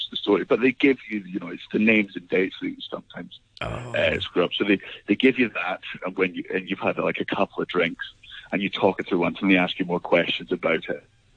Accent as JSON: {"language": "English", "region": "Scotland", "country": "United Kingdom", "said": "I'm Scottish and I have a very Scottish vocabulary"}